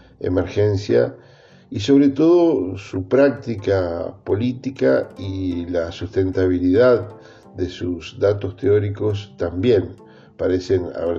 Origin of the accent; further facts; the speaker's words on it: Argentina; nos tiene que llamar la atención como latinoamericanos y como argentinos